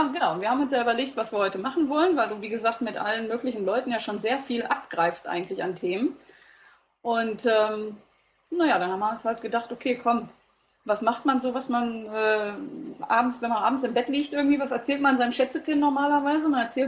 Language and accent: German; North Rhine-Westphalia, Germany; Also gerade bei uns im Ruhrpott irgendwie, hallo, du kommst auch aus der Ecke